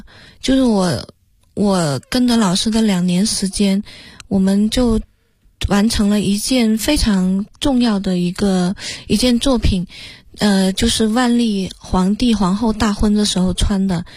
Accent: Jinxiu, Guangxi, China; now in Beijing, China; 我的家乡就叫精绣，只不过它不是那个，是黄金的金，秀丽的秀。我们的那个村庄只有9户人家，

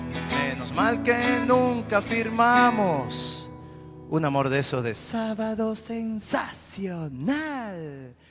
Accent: Caracas, Capital District, Venezuela; Yo en el barrio, yo soy de La Vega, en el barrio mío había una muchacha que me gustaba mucho hace tiempo.

